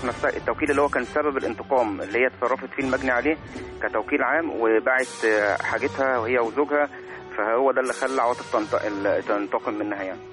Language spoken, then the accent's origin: Arabic; Shibin El Kom, Monufia Governorate, Egypt; شبينكم المنوفية